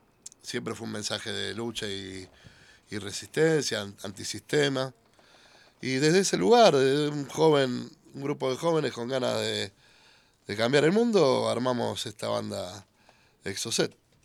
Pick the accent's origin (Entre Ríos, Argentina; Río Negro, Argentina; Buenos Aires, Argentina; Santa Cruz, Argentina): Buenos Aires, Argentina; Desde chiquito, yo a los 8 años era canillita. Ah. En Avenida de Mayo y Perú. Soy más porteño